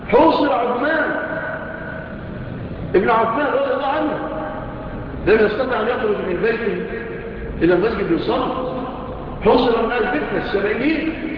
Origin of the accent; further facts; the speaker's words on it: Egypt; وسألوا الله أن تكون بلادنا مصر بلادا آمنة مطمئنة